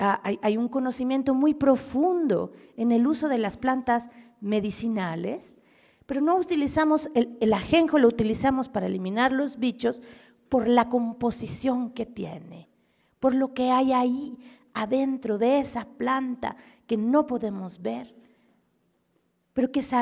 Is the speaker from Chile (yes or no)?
no; Mexico City, Mexico; yo vengo de la Ciudad de México